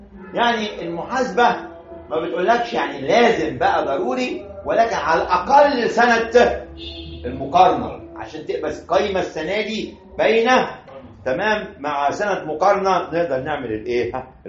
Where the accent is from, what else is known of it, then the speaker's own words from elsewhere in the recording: Egypt; وده حصل عندنا في مصر